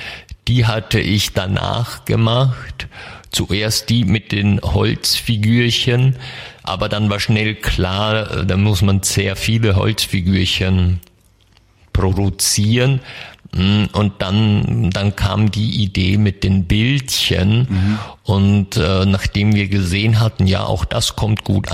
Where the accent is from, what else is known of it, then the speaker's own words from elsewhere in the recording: Germany; Ich komme aus der Nähe von Mannheim in Deutschland.